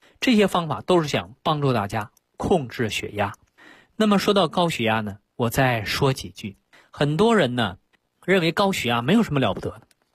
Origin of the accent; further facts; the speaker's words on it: China; 这个呀，是外国人的一个研究，我们中国人要说这个事儿，那说的非常玄妙了啊！